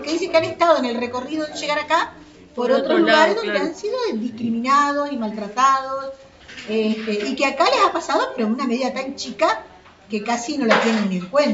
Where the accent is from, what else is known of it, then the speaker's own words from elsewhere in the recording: Uruguay; ahora es el momento de demostrar lo inteligentes que somos los uruguayos.